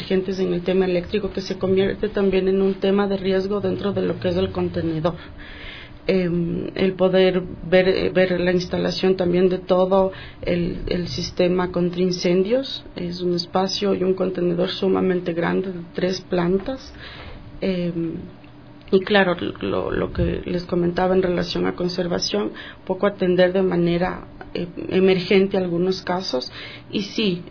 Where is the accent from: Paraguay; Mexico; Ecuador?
Ecuador; Como ecuatorianos, pienso que debemos conocer este espacio